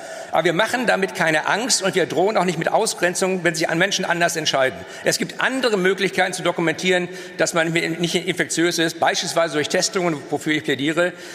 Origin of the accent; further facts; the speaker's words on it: Northern Germany, Germany; ich komme ja aus dem Norden, habe deshalb auch einen intensiveren Kontakt nach Dänemark